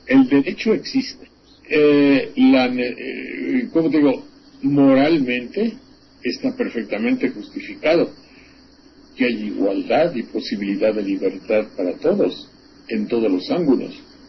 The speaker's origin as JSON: {"language": "Spanish", "town": "Xalapa", "region": "Veracruz", "country": "Mexico", "tie": "born or raised there", "said": "en mi pueblo, en Jalapa, me dijeron, concursa"}